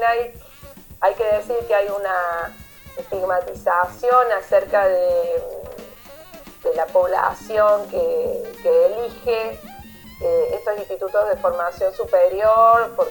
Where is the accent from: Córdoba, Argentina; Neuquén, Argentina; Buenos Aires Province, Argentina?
Córdoba, Argentina; yo soy de Córdoba, vivo en las sierras